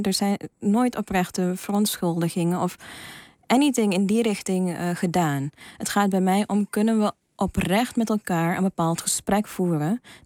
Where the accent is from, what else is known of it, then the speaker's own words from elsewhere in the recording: Suriname; also born or lived in Netherlands; want ik ben in Nederland geboren, maar in Suriname opgegroeid.